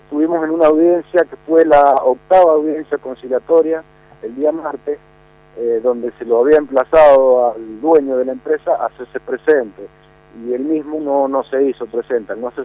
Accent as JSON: {"language": "Spanish", "town": "Maipú", "region": "Mendoza", "country": "Argentina", "said": "somos maipucinos, somos mendocinos"}